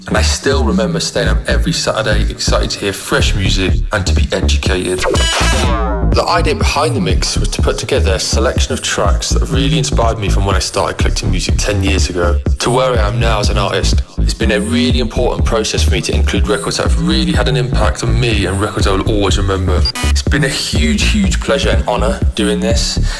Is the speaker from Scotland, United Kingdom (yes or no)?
no; Birmingham, West Midlands, United Kingdom; now in Berlin, Delaware, United States; I'm 27. I grew up in Birmingham, but I now live in Berlin.